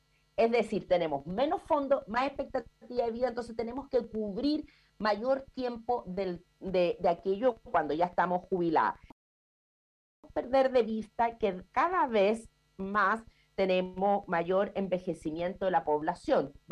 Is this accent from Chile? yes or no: yes; Chile; Como los chilenos todos nos gusta abreviarlo